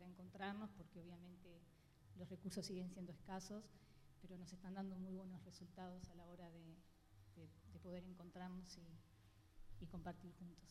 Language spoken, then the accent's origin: Spanish; Uruguay; Yo en mi caso, que soy uruguaya, vivo en Uruguay, me formé en Uruguay.